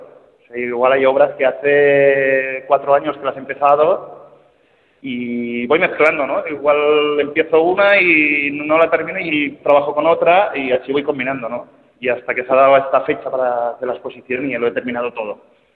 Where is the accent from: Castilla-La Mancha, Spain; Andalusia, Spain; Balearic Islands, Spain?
Balearic Islands, Spain; Formentera; yo ya he dicho que soy de Formentera, he nacido aquí